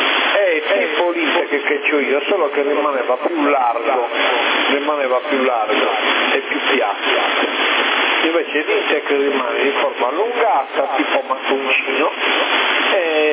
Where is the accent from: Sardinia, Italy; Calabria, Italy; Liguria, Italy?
Sardinia, Italy; Sassari; No, no, sono di Sassari.